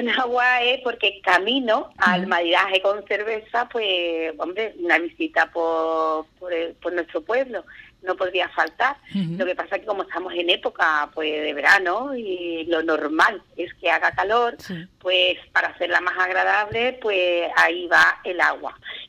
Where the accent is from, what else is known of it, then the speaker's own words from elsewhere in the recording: Andalusia, Spain; somos los andaluces, nos gusta mucho la cerveza